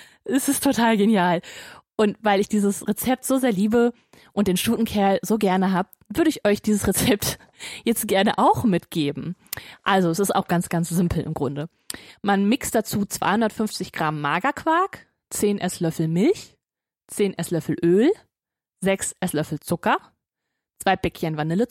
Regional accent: Hagen, North Rhine-Westphalia, Germany; Meine Heimat ist Hagen. Ja, genau das Hagen. Das Hagen, aus dem auch

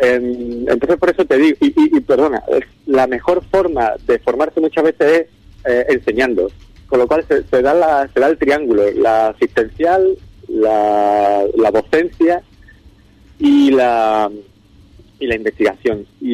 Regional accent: Ubrique, Andalusia, Spain; moved away as an adult; also born or lived in Seville; yo salí de Ubrique en el 2000, Fui para Sevilla

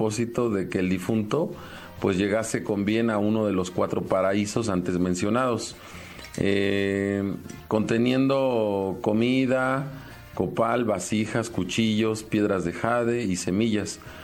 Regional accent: Mexico; en mi país, antes de la llegada de los españoles, había muchos ritos de sacrificios humanos para el dios Tlaloc

